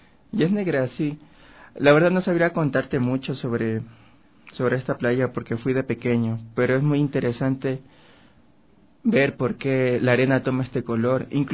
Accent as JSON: {"language": "Spanish", "region": "Esmeraldas", "country": "Ecuador", "tie": "born or raised there", "said": "Claro, exactamente soy oriundo de Esmeraldas, de la provincia Verde."}